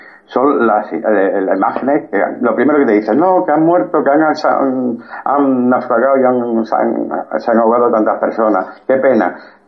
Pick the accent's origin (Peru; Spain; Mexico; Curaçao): Spain; me sentí humillado como español